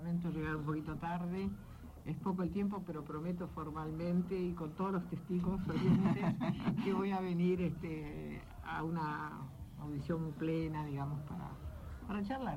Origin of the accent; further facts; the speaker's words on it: La Plata, Buenos Aires Province, Argentina; los que somos platenses sabemos muy bien dónde funcionaban